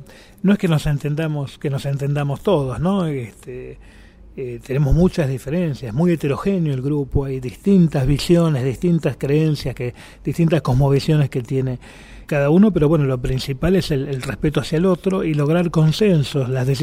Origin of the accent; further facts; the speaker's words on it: Argentina; soy occidental, europeo, soy argentino, pero soy europeo, ¿no? Hablo un idioma europeo, desciendo de europeos. Tengo una educación europea